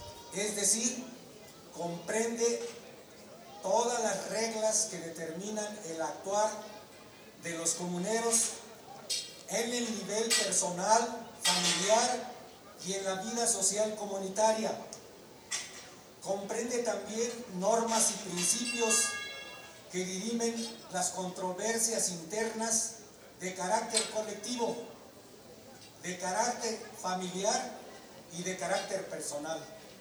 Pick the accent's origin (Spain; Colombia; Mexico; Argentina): Mexico; Cherán, Michoacán; also born or lived in Mexico City; nacido y comunero de aquí de Cherán. Salí a la Ciudad de México a estudiar una licenciatura en Ciencias Políticas y con especialidad en Administración Pública.